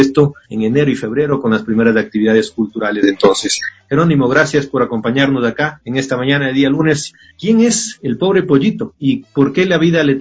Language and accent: Spanish; Ecuador; parte de la idiosincrasia de lo que somos los ecuatorianos en general